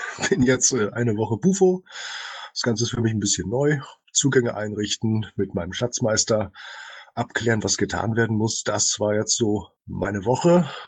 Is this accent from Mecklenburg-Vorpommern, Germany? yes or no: yes; Mecklenburg-Vorpommern, Germany; Ich komme ja aus Mecklenburg-Vorpommern.